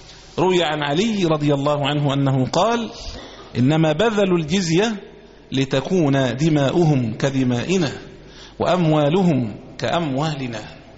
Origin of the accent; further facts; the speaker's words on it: Egypt; ولذلك إحنا كمصريين نسمى، كمسلمين نسمى مسلمين